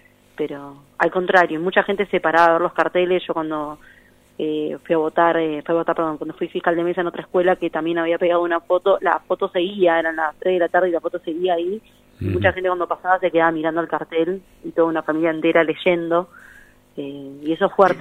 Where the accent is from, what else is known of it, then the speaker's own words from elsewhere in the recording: Buenos Aires, Argentina; yo soy de Pompeya